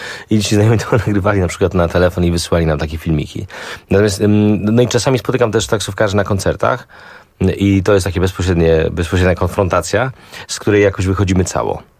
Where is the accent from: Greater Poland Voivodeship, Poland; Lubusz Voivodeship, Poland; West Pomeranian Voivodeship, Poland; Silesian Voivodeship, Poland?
West Pomeranian Voivodeship, Poland; Szczecin; ja jestem ze Szczecina i to te teksty wynikają ze szczecińskiego umysłu.